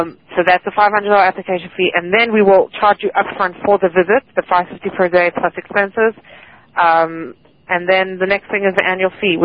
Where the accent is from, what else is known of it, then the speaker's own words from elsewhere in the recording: South Africa; I'm originally from South Africa.